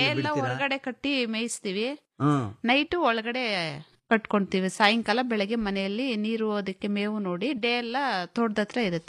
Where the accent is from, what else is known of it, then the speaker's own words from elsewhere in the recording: Madanahalli, Karnataka, India; Kolar district Madanahalli.